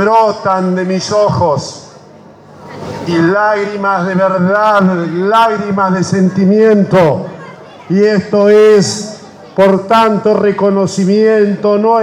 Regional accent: Saladillo, Buenos Aires Province, Argentina; amigos y amigas de mi pueblo, de nuestro pueblo, de nuestro querido Saladillo

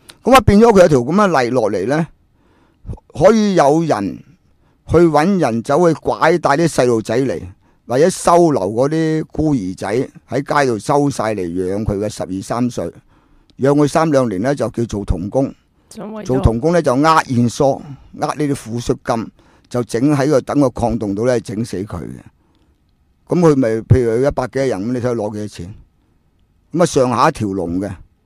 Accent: China; 我回到中国，我帮我下，我是中国人，我有个中国心而已

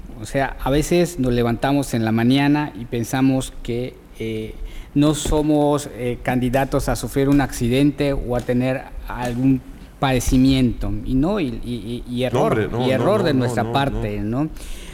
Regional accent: Mexico; Nosotros como mexicanos a veces nos dificulta

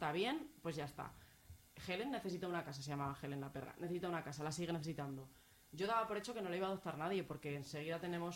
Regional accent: Alcázar de San Juan, Castilla-La Mancha, Spain; now in Zaragoza, Spain; yo tengo mi licencia aquí en Zaragoza y si me voy a mi pueblo, al Alcázar de San Juan

